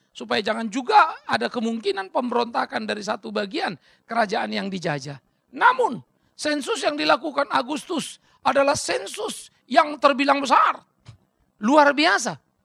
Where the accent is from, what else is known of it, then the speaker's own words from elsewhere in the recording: Pematangsiantar, North Sumatra, Indonesia; now in Jakarta, Indonesia; Saya bukan orang Jakarta sekalipun saya tinggal di Jakarta. Kalau ada sensus saya mesti pulang ke Siantar sana misalnya.